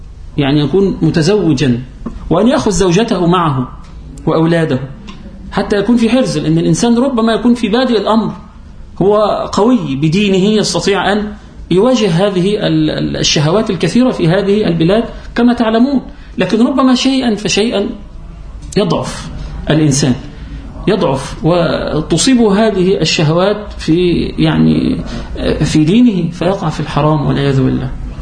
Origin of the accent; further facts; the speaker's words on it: Upper Egypt, Egypt; والجماعة في عندنا في الصعيد وفي القرى ونحو ذلك يقولون إيه؟